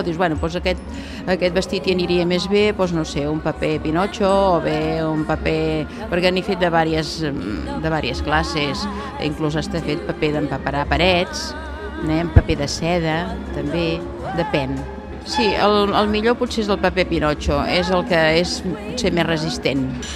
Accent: Cerdanyola, Catalonia, Spain; tinc 57 anys. He nascut aquí a Cerdanyola i també he viscut a Cerdanyola. He nascut aquí a Cerdanyola, al carrer Sant Ramon, a casa dels meus avis.

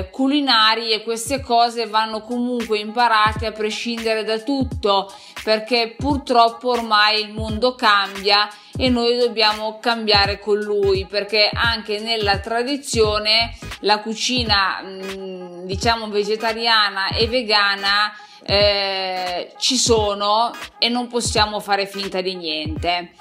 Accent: Piedmont, Italy; io sono nata da generazioni, comunque provengo dal Piemonte, da un piccolo paesino di alta montagna nell'Alto Piemonte, da una famiglia normalissima

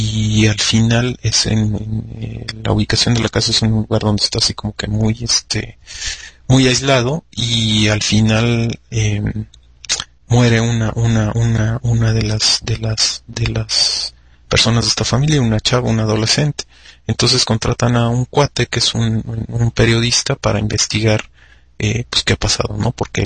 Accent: Mexico; Soy más mexicano que nopal, y entonces pues, comí nopales y frijoles, entonces pues mi pronunciación salió con un acento así chido, ¿no?

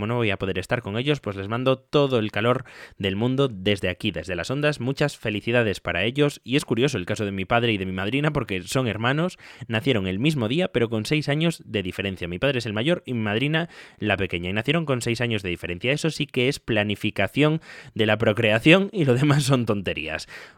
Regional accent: Galicia, Spain; yo soy gallego y nunca había estado en Soria o en Guadalajara

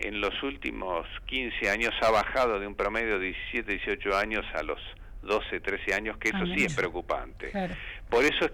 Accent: Santa Fe, Argentina; moved away; Cuando vine de mi pueblo de la provincia de Santa Fe, ansiaba fervorosamente conocer Radio El Mundo.

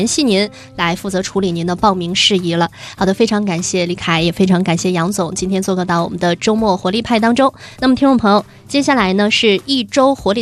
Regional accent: Beijing, China; 就是作为老北京人哈，我们可能吃惯了北方的餐食

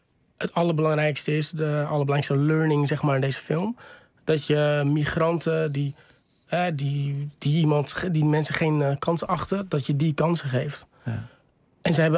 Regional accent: Texel, North Holland, Netherlands; Ik kom van Texel, ja. Dat is op zich redelijk veilig.

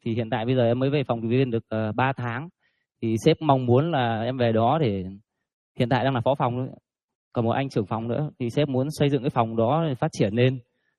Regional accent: Hai Phong, Vietnam; em cũng sinh ra là nông thôn, bố mẹ em làm nghề nông. Và em đến từ Hải Phòng. Bố mẹ em thì cũng làm nghề nông

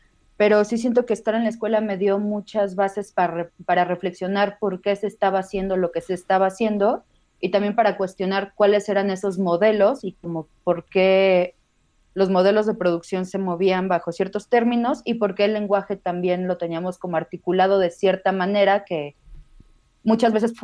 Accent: Guadalajara, Jalisco, Mexico; originalmente sí soy de Guadalajara.

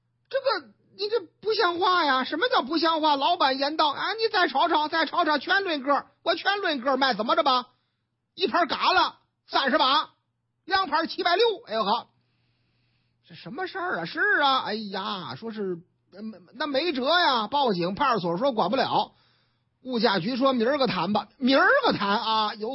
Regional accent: Shandong, China; 我们山东人什么时候丢个这个人呢啊

